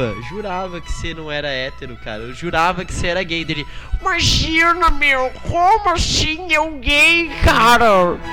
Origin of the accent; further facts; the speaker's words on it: Criciúma, Santa Catarina, Brazil; eu sou natural de Criciúma.